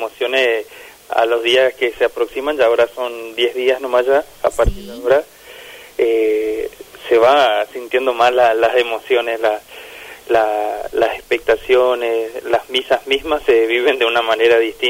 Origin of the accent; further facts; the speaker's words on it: Formosa, Argentina; mi parroquia de origen, ahí que yo soy de Formosa, de la parroquia Virgen del Rosario.